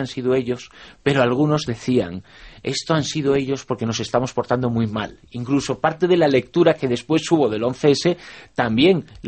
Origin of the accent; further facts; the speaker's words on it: Zaragoza, Aragon, Spain; yo muy vinculado a la ciudad de Zaragoza desde prácticamente niño, que es mi ciudad de adopción, aunque me siento completamente zaragozano